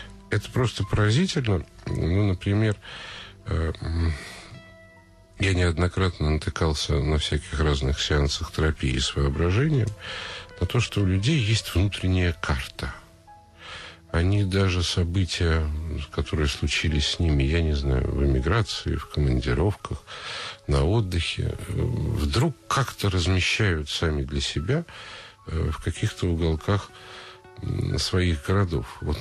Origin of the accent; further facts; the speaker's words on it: Moscow, Russia; Я москвич.